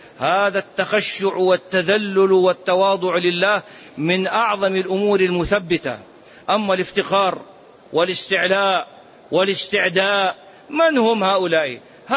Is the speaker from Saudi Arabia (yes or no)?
yes; Saudi Arabia; مهو الإسلام هنا عندنا في السعودية،